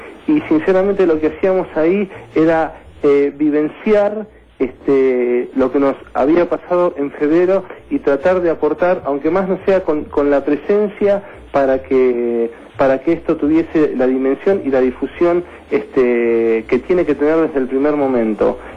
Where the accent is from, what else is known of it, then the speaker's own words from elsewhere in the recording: Argentina; para que como argentinos no tengamos que seguir sufriendo muertes inocentes.